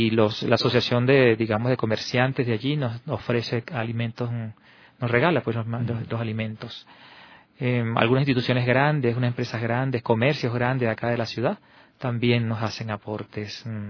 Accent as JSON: {"language": "Spanish", "country": "Venezuela", "lives_now": "Quito, Ecuador", "said": "estoy trabajando allí en el albergue hace 3 meses. Soy venezolano"}